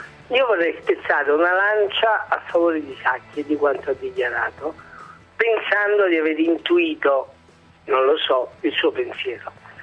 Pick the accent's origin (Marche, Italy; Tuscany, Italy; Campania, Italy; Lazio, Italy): Campania, Italy; Naples; Io sono napoletano, per cui siamo attaccati alla bandiera.